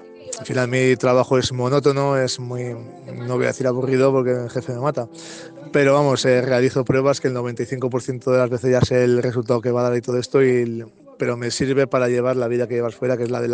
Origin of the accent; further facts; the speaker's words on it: La Rioja, Spain; yo soy riojano, estoy orgulloso de ser riojano y la tierra me tira mucho, soy muy chauvinista.